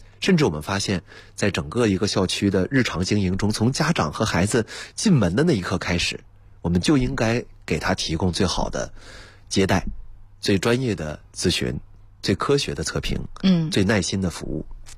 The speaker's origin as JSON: {"language": "Chinese", "region": "Hebei", "country": "China", "tie": "born or raised there", "said": "因为我家乡就在这样的城市。那当时我们注意到了一个客观的结果，就是我印象中我们那个城市呢是河北省的一个县级市"}